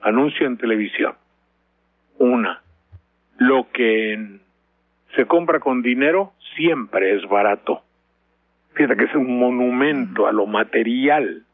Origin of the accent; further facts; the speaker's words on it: Mexico; moved away; porque salí de México desde muy joven, luego regresé, me volví a largar, volví a regresar